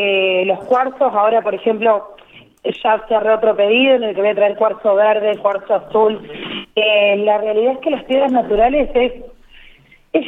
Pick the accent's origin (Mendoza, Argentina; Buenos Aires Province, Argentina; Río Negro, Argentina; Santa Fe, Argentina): Río Negro, Argentina; Ingeniero Jacobacci; now in La Pampa, Argentina; Yo vengo de una provincia de Río Negro, soy de un pueblito muy chiquito, y de Ingeniería Jacobacci